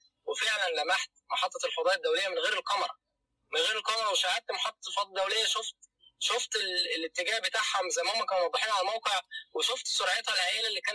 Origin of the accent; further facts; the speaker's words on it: Cairo, Cairo Governorate, Egypt; انا من القاهره